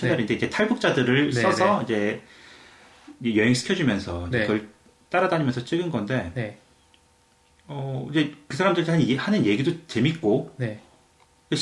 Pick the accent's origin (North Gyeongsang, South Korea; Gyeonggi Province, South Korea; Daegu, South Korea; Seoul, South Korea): Seoul, South Korea; 저는 서울 토박이지만 그래도 이제 시골에서 온 친구들이나 굉장히 잘 이렇게 이해하고 감싸준 걸로 좀 기억하거든요.